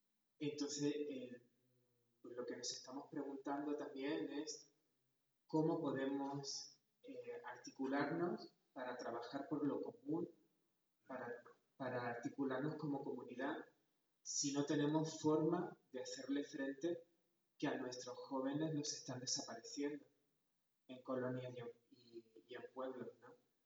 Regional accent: Andalusia, Spain; moved away as an adult; now in Xalapa, Mexico; vengo de Andalucía, en el sur de España, aunque desde hace unos meses radico en Jalapa, en el estado de Veracruz

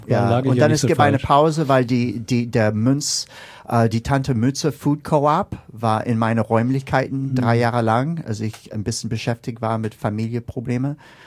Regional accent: Washington, District of Columbia, United States; German is a second language; ich komme aus Washington D.C., ist neben Baltimore.

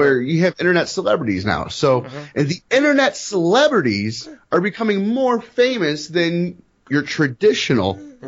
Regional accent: Missouri, United States; Technically speaking, I'm from Missouri. It is the show me state.

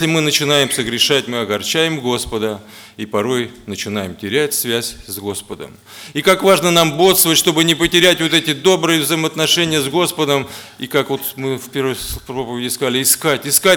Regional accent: Moscow, Russia; а я тут сижу, москвич приехал, важный такой.

